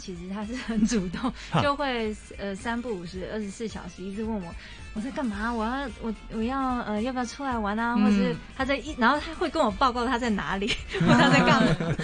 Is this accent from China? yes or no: no; Taiwan; 那我是台湾的歌手